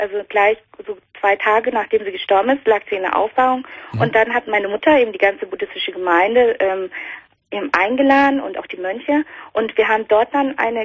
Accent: Vietnam; Richtig, ich komme aus Vietnam.

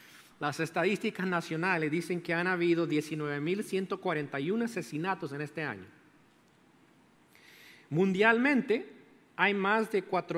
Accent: El Salvador; born there; Adivine quién es primero. Es mi país natal, El Salvador, ahí.

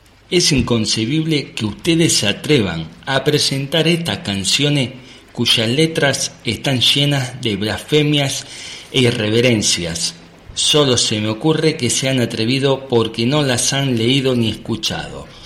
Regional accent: Spain; yo soy español, pero nací en este sitio, en este condado, y no quiero.

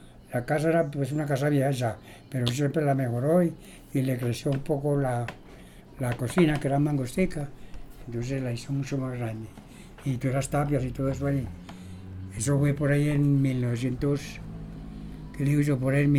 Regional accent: Guane, Santander, Colombia; Nacido el 24 de febrero de 1923, en el municipio de Guane, La Vereda, Barro Blanco, aquí.

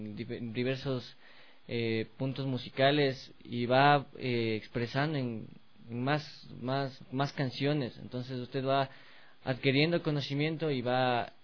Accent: Quito, Pichincha, Ecuador; born there; Yo nací en Quito el 8 de septiembre de 1999.

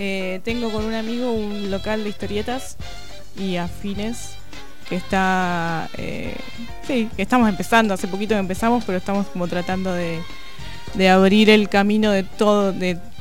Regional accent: San Pedro, Buenos Aires Province, Argentina; Yo soy de San Pedro.

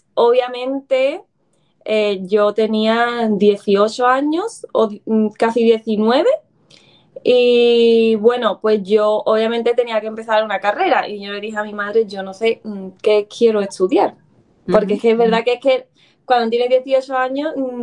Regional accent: Alhaurín, Andalusia, Spain; yo originalmente soy de Málaga, de Alhaurín

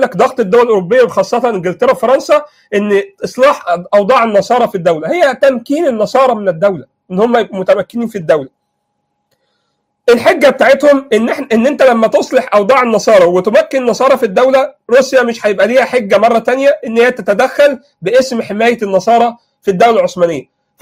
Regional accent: Egypt; الخط الهمايون ده مهم، لان الى الان عندنا في مصر

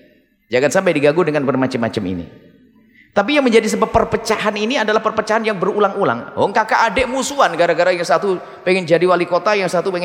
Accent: Indonesia; saya sebagai rakyat Indonesia, KTP saya asli Indonesia

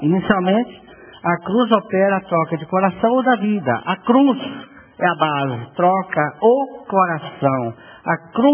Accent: Bahia, Brazil; E eu sou baiano, né?

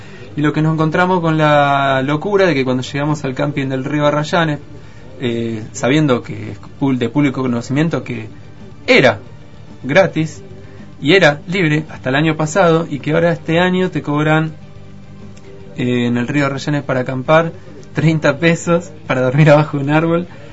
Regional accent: Chubut, Argentina; porque soy de Chubut

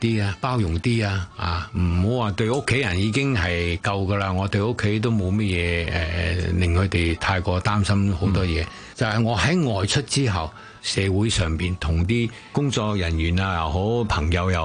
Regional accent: Guangdong, China; 就佢哋唔知道我係廣東人嚟嘅

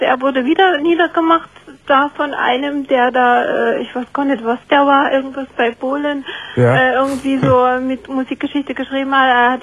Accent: Munich, Bavaria, Germany; Ich bin aus München.

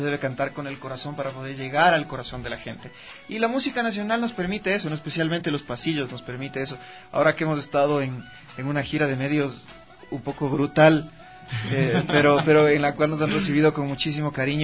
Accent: Ecuador; como buenos ecuatorianos nos encanta sufrir

